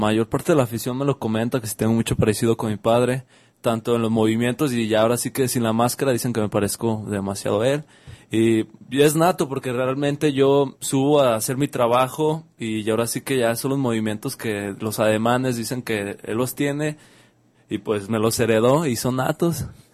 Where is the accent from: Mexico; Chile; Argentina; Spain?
Mexico; Jalisco; somos de Jalisco y queremos representar ese campeonato